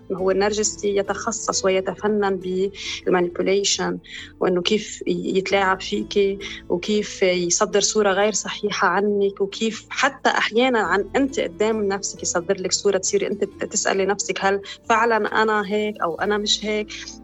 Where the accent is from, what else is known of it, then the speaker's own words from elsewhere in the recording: Lebanon; نحن ما بنمنح الجنسية اللبنانية